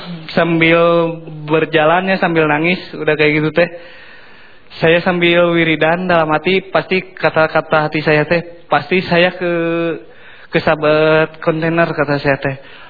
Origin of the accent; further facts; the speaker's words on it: Bandung, West Java, Indonesia; saya orang Bandung